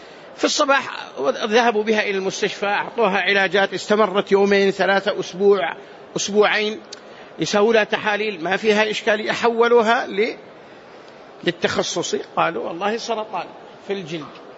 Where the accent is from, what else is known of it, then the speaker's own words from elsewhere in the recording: Medina, Medina Province, Saudi Arabia; قال أنت من السعودية؟ قلت نعم من المدينة.